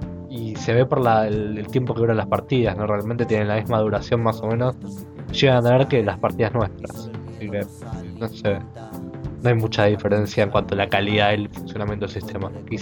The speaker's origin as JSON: {"language": "Spanish", "country": "Argentina", "said": "a mí como argentino, me resultaba difícil acomodarme a los horarios de los españoles"}